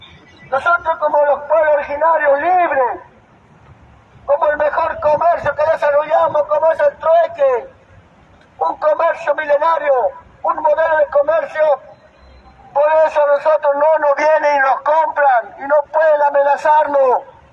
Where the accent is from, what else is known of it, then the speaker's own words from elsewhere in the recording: Argentina; Nosotros no somos de una ideología extranjera, no somos de Europa, no somos anglosajón, somos del territorio de Argentina, hermano.